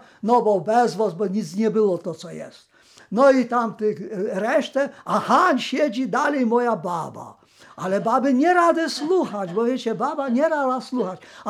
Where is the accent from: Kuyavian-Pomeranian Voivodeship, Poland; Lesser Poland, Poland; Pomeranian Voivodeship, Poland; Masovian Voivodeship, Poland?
Lesser Poland, Poland; Poronin; born there; Urodziłem się w Poroninie w 1926 roku na wiosnę. W góralskiej chałupie, nie będąc góralem, ale przybyszem.